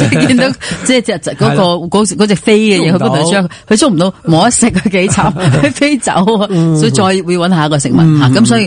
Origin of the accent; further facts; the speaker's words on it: Chaozhou, Guangdong, China; 係，我係潮州人，所以我知。